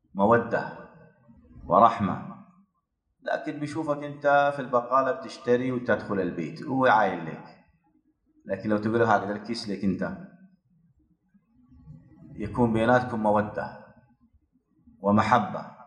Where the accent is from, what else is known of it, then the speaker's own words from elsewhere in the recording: Omdurman, Khartoum, Sudan; عندنا في أم درمان مركز تحفيظ القرآن للنساء